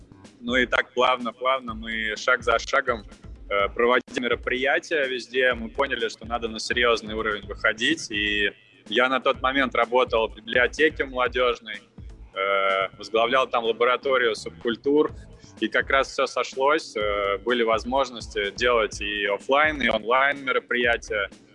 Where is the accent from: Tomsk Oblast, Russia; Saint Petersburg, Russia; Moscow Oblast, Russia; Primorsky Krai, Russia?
Moscow Oblast, Russia; now in Moscow, Russia; Я родом из Подмосковья, из ближайшего, сам сейчас в Москве базируюсь